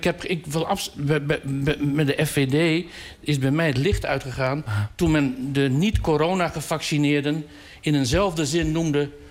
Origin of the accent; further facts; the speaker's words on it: Groningen, Netherlands; als Groninger even afgereisd naar Den Haag.